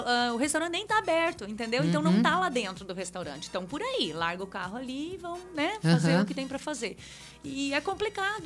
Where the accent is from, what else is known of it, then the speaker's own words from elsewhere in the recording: Foz do Iguaçu, Paraná, Brazil; also born or lived in Mato Grosso; Sou daqui de Foz.